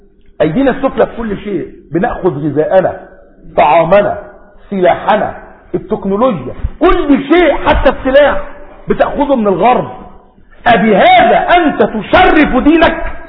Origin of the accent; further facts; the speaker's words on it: Egypt; جعل بيت المقدس عندنا في مصر في سيناء